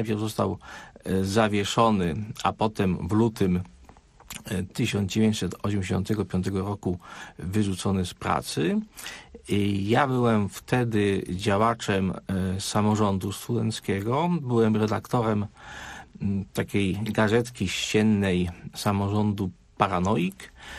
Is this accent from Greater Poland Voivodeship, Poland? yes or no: yes; Kalisz, Greater Poland Voivodeship, Poland; pochodzę z Kalisza i w okresie rewolucji Solidarności byłem uczniem szkoły średniej, konkretnie liceum ekonomicznego.